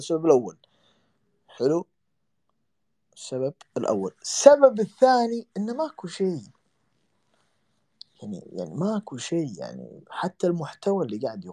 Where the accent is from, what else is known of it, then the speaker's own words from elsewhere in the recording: Kuwait; عندنا في الكويت بالحضري بالبدوي، جميع اللهجات انشرح